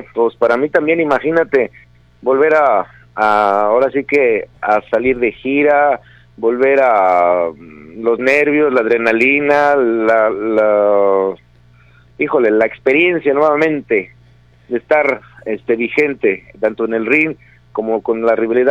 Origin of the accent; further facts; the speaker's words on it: Guadalajara, Jalisco, Mexico; Pero sí me gustaría luchar más en mi tierra, en Guadalajara. Desafortunadamente no estoy viviendo en Guadalajara todavía aún